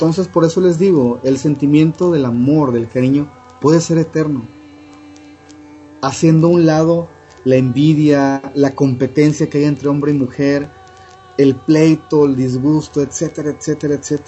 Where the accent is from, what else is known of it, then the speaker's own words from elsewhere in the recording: Chiapas, Mexico; ellos vivían en Chiapas, de donde yo soy